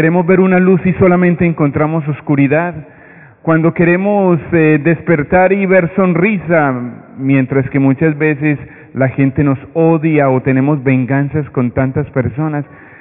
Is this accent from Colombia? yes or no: yes; Medellín, Antioquia, Colombia; now in Brooklyn, United States; soy de Medellín, Colombia, pero yo trabajo en la iglesia de Santa Rita, en Brooklyn, y ya hace 6 años estoy por acá.